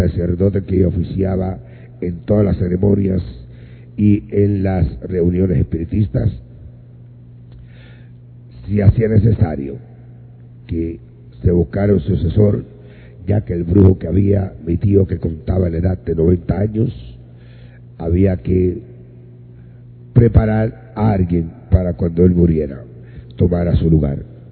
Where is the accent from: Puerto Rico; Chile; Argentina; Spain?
Puerto Rico; Añasco; en el barrio Ovejas de Añasco, de donde yo soy natural, donde nació mi madre, a las orillas del río Grande de Añasco, frente al monte de los ríos.